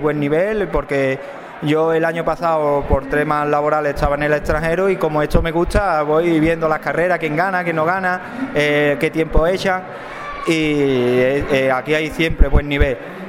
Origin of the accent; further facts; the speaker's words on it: Arahal, Andalusia, Spain; Y después tuve que volver a España y corrí la de mi pueblo, que yo soy, como bien ha dicho, de Araal